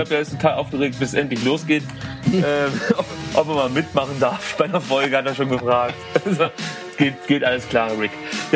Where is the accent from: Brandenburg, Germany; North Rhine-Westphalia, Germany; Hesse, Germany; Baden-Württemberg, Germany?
Baden-Württemberg, Germany; Stuttgart; Ich komme aus Stuttgart